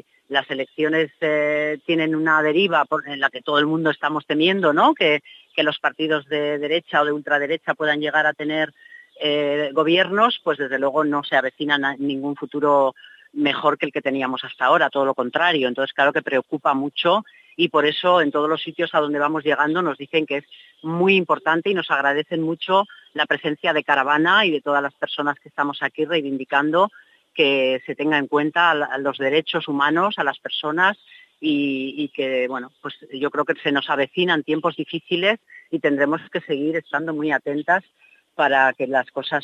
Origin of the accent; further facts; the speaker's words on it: Basque Country, Spain; Las que venimos de Euskal Herria, además, sabemos que allí se fabrica mucho material bélico